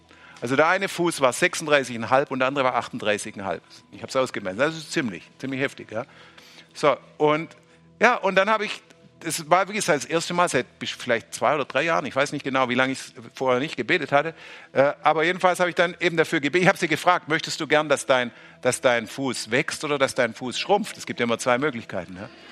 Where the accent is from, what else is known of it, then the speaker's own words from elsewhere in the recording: Baden-Württemberg, Germany; ich bin Schwabe